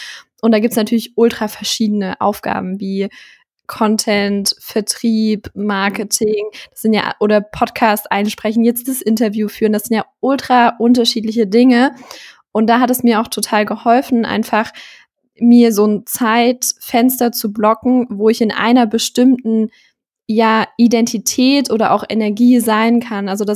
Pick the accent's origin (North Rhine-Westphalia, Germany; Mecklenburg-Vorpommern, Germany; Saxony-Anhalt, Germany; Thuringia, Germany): Thuringia, Germany; ich komme ja vom Dorf, aus Thüringen. Und da wohne ich jetzt immer noch, auch noch nach dem Abi.